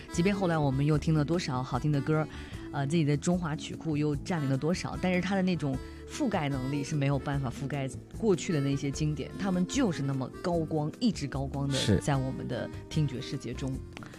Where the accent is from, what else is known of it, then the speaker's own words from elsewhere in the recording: China; 我们中国人就是在大难面前都能够齐心协力